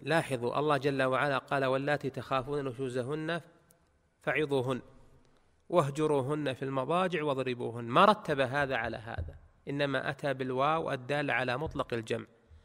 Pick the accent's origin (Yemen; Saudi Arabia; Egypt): Saudi Arabia; في بلدنا المملكة العربية السعودية